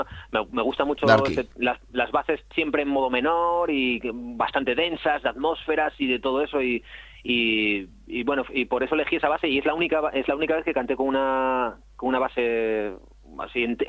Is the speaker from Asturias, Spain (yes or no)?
yes; Asturias, Spain; also born or lived in Madrid; cuando estaba allí en Madrid echaba mucho de menos Asturias, y cuando vine pues ya era una explosión de qué bien que estoy en Asturias otra vez